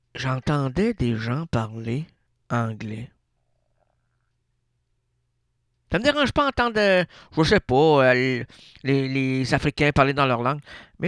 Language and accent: French; Sherbrooke, Quebec, Canada; Sherbrooke, pas petite région Sherbrooke, oui, on est une belle ville.